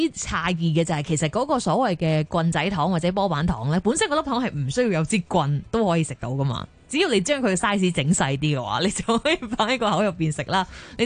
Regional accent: China; 因为你知我哋中国人有时都会觉得好燥热啊

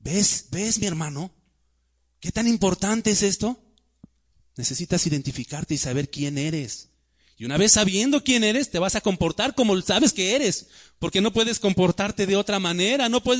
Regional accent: Mexico City, Mexico; Pues yo vengo de México, es más, soy chilango, ¿no?

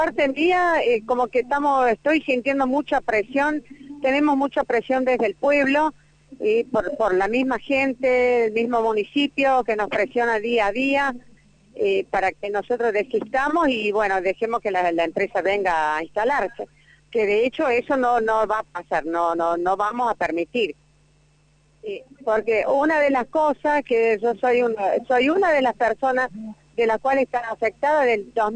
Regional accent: Malvinas Argentinas, Córdoba, Argentina; soy de aquí de Malvinas, Argentina

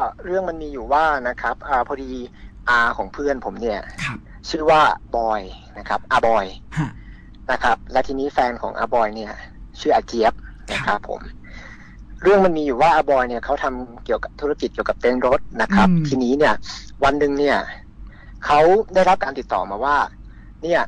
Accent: Northern Thailand, Thailand; ใช่ครับโอ้อย่างผมคนเหนือนี่พี่ไม่ต้องพูดถึงครับขาขึ้นฮะไม่กระดิก

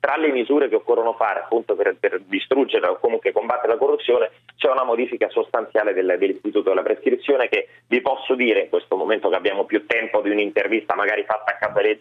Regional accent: Rome, Lazio, Italy; come voglio da romano vincere Roma

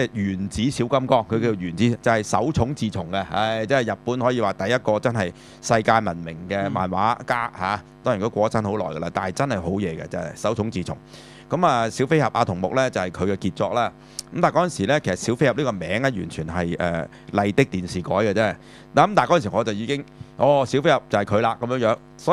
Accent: China; 我哋中國人即係就叫差不多先生啊嘛嚇

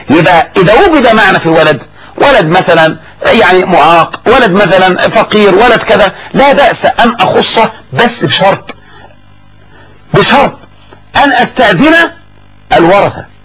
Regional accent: Egypt; ولهذا الذي يجري عندنا في مصر لما يموت الاب

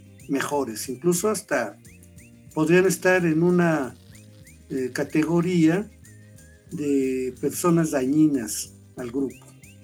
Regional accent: Mexico; somos los mexicanos

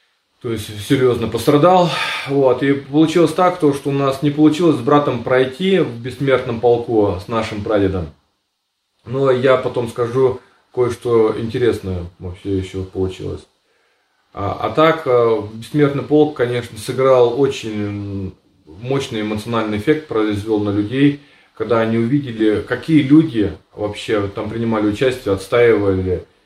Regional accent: Siberia, Russia; born there; Вот почему, к примеру, я родился в Сибири? Да, потому что моего деда и их семью вообще в целом депортировали с Волги в Сибирь, забрали все имущество. Кстати, немцы, это были немцы Поволжья

